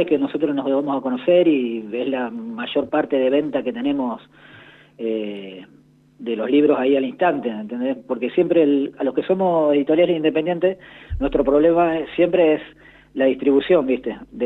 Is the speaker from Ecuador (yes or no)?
no; Santa Rosa, La Pampa, Argentina; now in Córdoba, Argentina; soy pampeano de Santa Rosa, pero claro, vivo en una localidad ahora de Córdoba.